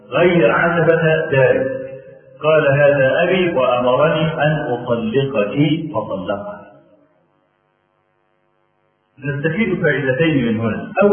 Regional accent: Egypt; نعرف رجلا من أعيان الجيد عندنا في مصر

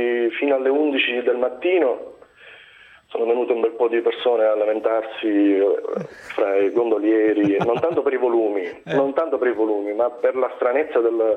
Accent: Trapani, Sicily, Italy; born there; also born or lived in Palermo; io sono nato a Trapani, 100 km da Palermo.

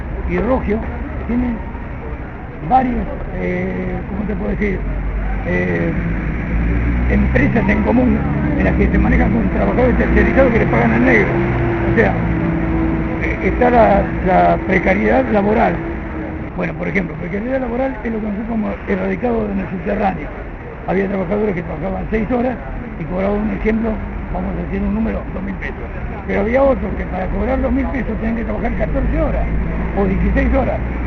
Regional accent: Tucumán, Argentina; Yo soy de Tucumán justamente

